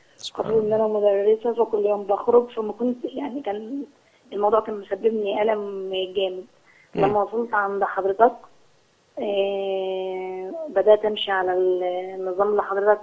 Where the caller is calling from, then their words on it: Cairo, Cairo Governorate, Egypt; من القاهره.